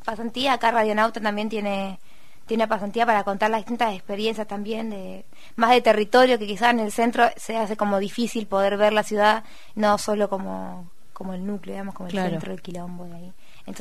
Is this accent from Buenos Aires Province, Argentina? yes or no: yes; La Plata, Buenos Aires Province, Argentina; Re platense.